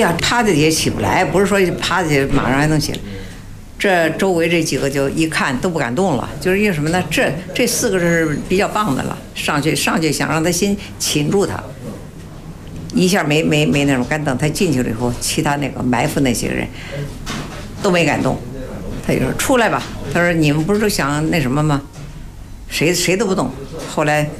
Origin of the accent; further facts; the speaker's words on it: Baoding, Hebei, China; 因为我们是保定人嘛，也得算属于保定府管。